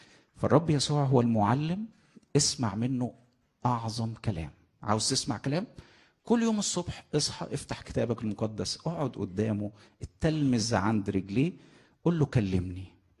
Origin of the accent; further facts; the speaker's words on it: Egypt; accent: Egyptian; في لهجتنا المصرية عندنا كلمتين